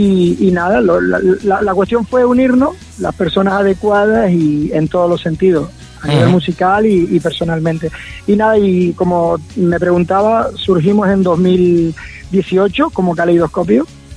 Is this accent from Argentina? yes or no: no; Canary Islands, Spain; somos cuatro chicos de Canarias, ¿vale? Somos de la isla de Lanzarote.